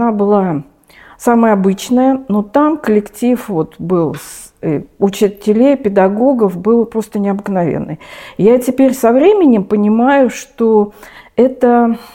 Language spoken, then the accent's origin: Russian; Moscow, Russia; Все мое детство прошло в Москве. Я родилась в Москве, училась в Москве. То есть я коренная москвичка. Мои бабушки и дедушки тоже были жили в Москве. Я училась в московских школах.